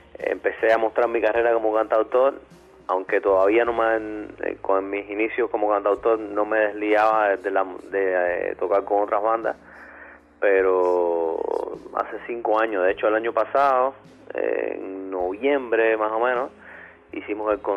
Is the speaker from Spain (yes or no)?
no; Santa Clara, Villa Clara, Cuba; now in Havana, Cuba; Nací en Santa Clara, soy santaclareño, orgullosamente santaclareño.